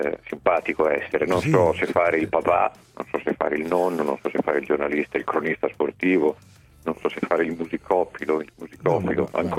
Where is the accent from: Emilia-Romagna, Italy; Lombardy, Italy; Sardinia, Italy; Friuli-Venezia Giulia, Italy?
Emilia-Romagna, Italy; se lo disputavano dalle mie parti, cioè Romagna